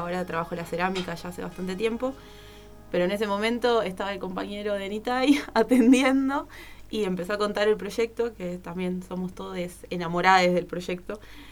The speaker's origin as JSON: {"language": "Spanish", "region": "Buenos Aires", "country": "Argentina", "said": "vengo de Buenos Aires y allá participé en huertas comunitarias, espacios autogestivos, centros culturales y demás"}